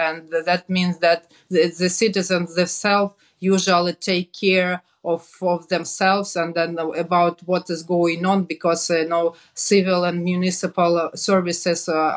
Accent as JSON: {"language": "English", "country": "Ukraine", "tie": "born or raised there", "said": "wants to put Ukraine and our city, my hometown, on the knees"}